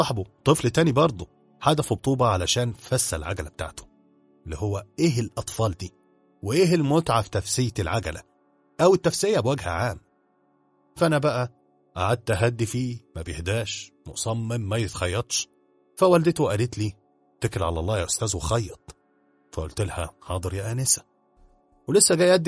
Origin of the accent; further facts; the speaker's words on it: Egypt; المهم كعادتنا كمصريين بننبهر بالحاجات دي ولينا حق الصراحة